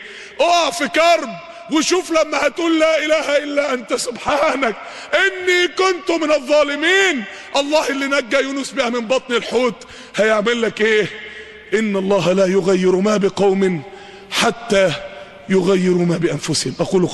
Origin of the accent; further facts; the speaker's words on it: Mansoura, Dakahlia, Egypt; اقبل عندنا في المنصورة